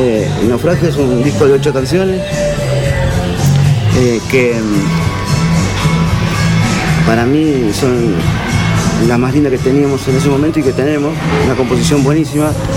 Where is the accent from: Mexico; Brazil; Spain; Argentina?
Argentina; viste que somos así los argentinos